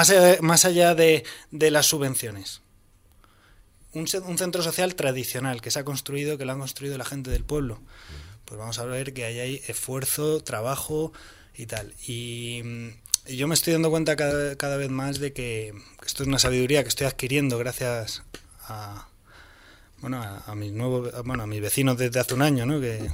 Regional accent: Community of Madrid, Spain; yo soy de aquí, de la Sierra de Madrid, que tampoco soy de una familia campesina, yo no soy de familia campesina

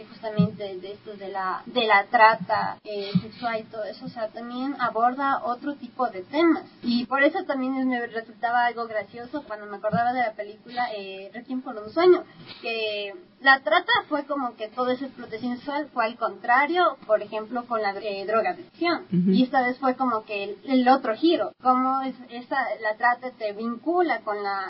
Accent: Ecuador; como nosotros, como ecuatorianos

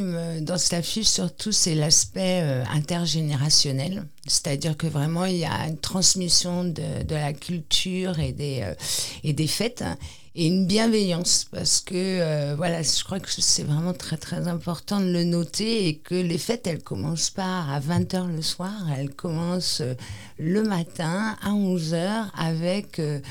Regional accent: Nouvelle-Aquitaine, France; Ici, c'est vraiment, voilà, on est basque, on perpétue les chants, la langue

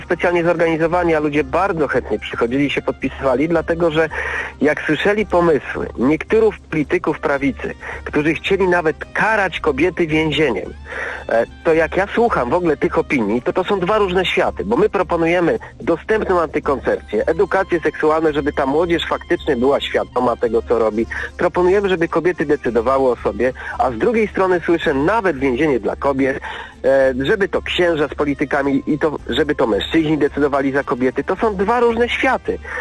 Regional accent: Łódź, Łódź Voivodeship, Poland; bo ja pochodzę z Łodzi i tutaj na tym proteście było około 10, nawet więcej, tysięcy ludzi

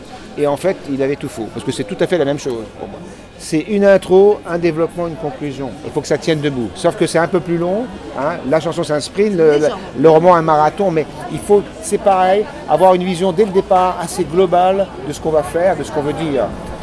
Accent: France; moi, je suis français 100%

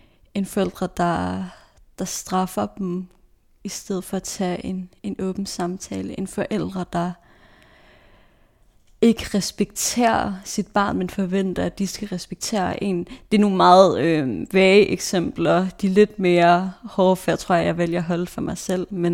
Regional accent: Odense, Region of Southern Denmark, Denmark; Jeg voksede op i Odense, med mit hjerte tilhørte København.

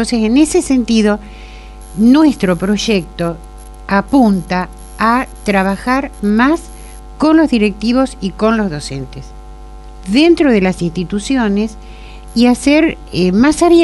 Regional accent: 25 de Mayo, Buenos Aires Province, Argentina; also born or lived in Mar del Plata / Saladillo; Me desempeñé en 25 de mayo, de donde soy oriunda, en Mar del Plata y acá en Saladillo terminé mi carrera docente.

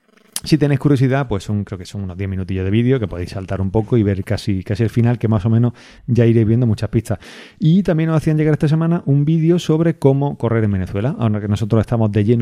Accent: Spain; Como españoles que han emigrado, que han vuelto y que ven con grandes posibilidades la... O sea, está la posibilidad de tener que emigrar otra vez

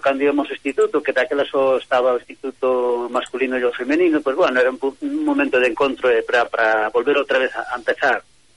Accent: Lugo, Galicia, Spain; porque somos de Lugo

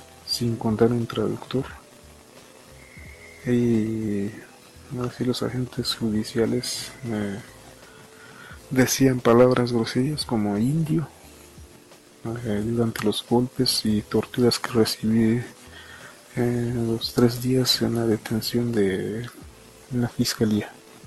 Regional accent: San Juan Chamula, Chiapas, Mexico; born there; first language Tzotzil; Spanish is a second language; Mi lengua materna es el dialecto tzotzil y yo nací en el paraje Romerillo, municipio de San Juan Chamula. Bueno, yo me definiría como parte de un pueblo indígena por, ahora sí, nuestras fiestas tradicionales y nuestros usos y costumbres

